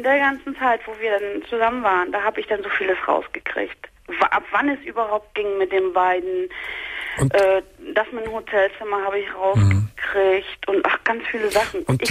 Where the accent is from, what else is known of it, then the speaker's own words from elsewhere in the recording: East Germany, Germany; Ich bin 2,5 Wochen später zu Klassentreffen gefahren, nach dem Osten. Ich komme aus dem Osten.